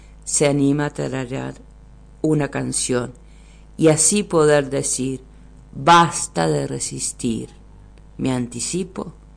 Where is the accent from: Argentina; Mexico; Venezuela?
Argentina; La Plata, Buenos Aires Province; Bueno, yo soy oriunda de La Plata, que es la capital de la provincia de Buenos Aires. Nací allí de forma fortuita, porque mis padres, mi papá es puntano y mi mamá es de La Pampa